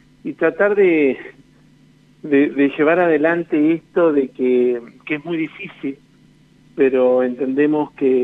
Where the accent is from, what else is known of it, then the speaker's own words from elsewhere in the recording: Uriburu, La Pampa, Argentina; así que nada, están en mi corazón y orgullosamente uriburense.